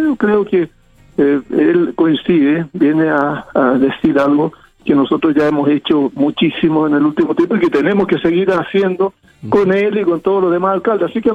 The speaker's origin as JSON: {"language": "Spanish", "country": "Chile", "said": "esperanzadas de que como chilenos lo logremos"}